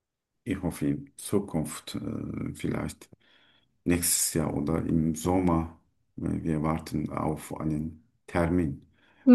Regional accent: Turkey; German is a second language; moved away as an adult; now in Germany; Ich komme aus der Türkei.

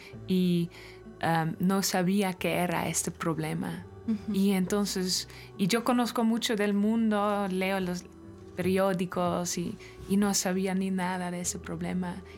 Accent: Netherlands; Spanish is a second language; Bueno, yo soy de Holanda y toco en una banda

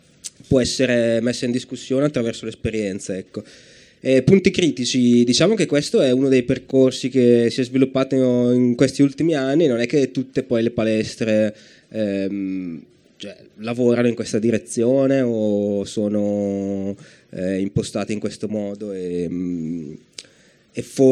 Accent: Brescia, Lombardy, Italy; che sono bresciano

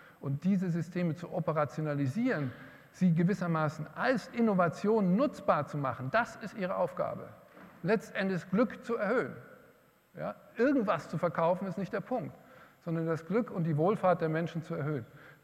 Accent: Hesse, Germany; mein Heimatland Hessen auch

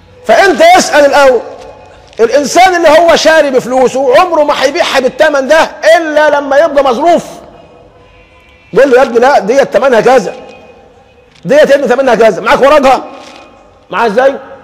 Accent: Egypt; حتى عندنا مثل كمصريين دمنا خفيف بنقول فيه الحلال بيعمل ايه؟

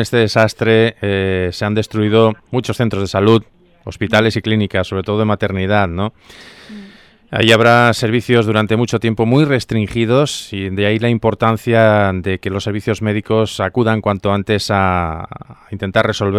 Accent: Spain; ¿Somos solidarios los españoles ante situaciones como esta?

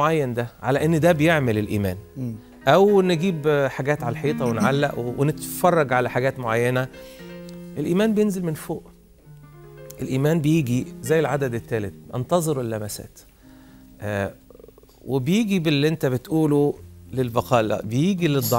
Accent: Upper Egypt, Egypt; أفتكر عندنا في الصعيد

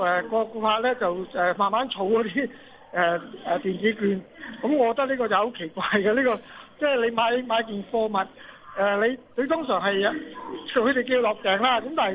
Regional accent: Hong Kong; 但問題我哋香港人未習慣呢樣嘢嘛

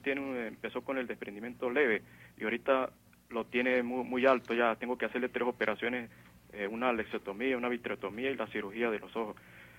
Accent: Mérida, Venezuela; yo vengo de Mérida

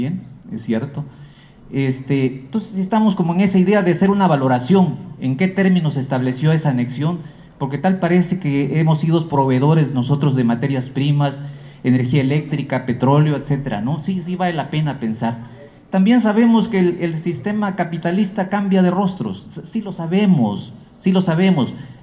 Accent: Chiapas, Mexico; nosotros venimos de Chiapas y estamos a 200 años de la anexión de Chiapas a México

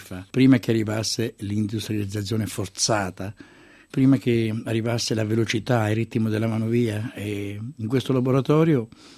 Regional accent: Sant'Elpidio a Mare, Marche, Italy; born there; io sono nato a Sant'Elpidio a Mare, una bellissima cittadina, una città nobile del centro Italia. Lei mi dice marchigiano, mi identifico molto nell'arte della nostra regione

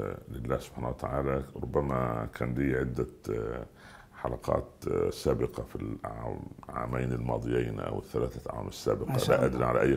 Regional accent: Iraq; أنا من العراق والعراق مني.

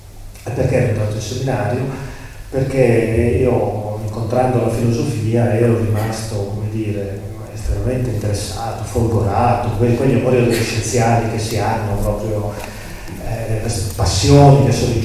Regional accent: Lombardy, Italy; Io sono di chiarissime, purissime origini siciliane, ma sono nato e cresciuto in Brianza, in provincia di Milano

